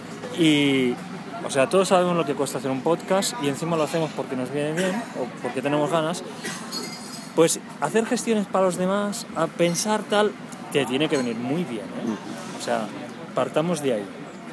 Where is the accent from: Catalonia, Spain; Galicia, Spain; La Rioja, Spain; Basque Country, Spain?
Catalonia, Spain; ¿Te acuerdas que soy catalán?